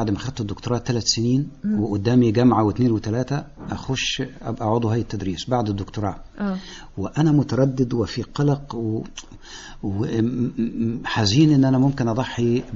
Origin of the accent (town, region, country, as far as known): Sohag, Sohag Governorate, Egypt